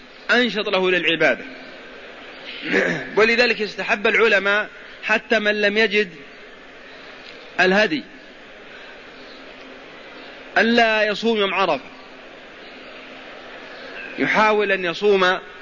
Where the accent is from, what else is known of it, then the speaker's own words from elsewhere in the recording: Al-Qassim, Saudi Arabia; نذكر أن السوق عندنا في القصيم